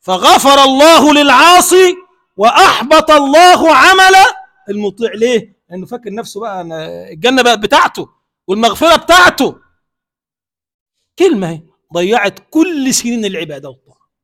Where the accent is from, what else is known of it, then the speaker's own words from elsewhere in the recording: Egypt; اللهم اجعل بلدنا مصر بلدا آمنا مطمئنا سخاء رخاء